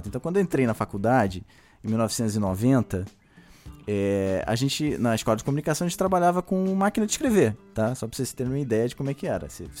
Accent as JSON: {"language": "Portuguese", "region": "Rio de Janeiro", "country": "Brazil", "said": "Sou carioca também."}